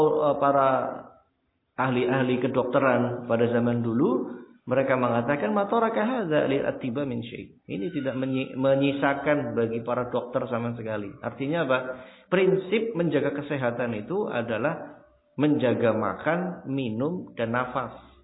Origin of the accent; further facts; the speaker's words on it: Java north coast, Indonesia; Contoh kita orang Pantura, panas ya. Cuacanya panas.